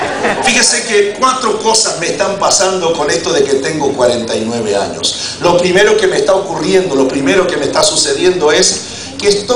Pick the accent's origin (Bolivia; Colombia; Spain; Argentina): Argentina; La diferencia entre ustedes, puertorriqueños, y yo, que soy argentino